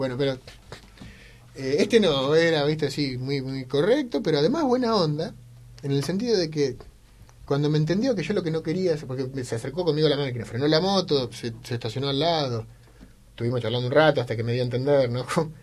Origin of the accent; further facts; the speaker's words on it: Argentina; allá digo porque yo soy de Argentina, ¿no?